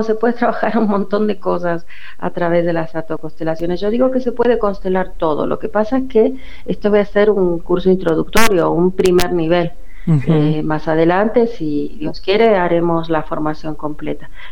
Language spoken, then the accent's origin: Spanish; Córdoba, Argentina; moved away as an adult; now in Barcelona, Spain; nací en Córdoba, en Argentina. Me formé en Argentina. Y ya hace 30 años que vivo en Barcelona, pero en realidad toda mi formación como psicóloga ha sido en Argentina, en Buenos Aires y en Córdoba.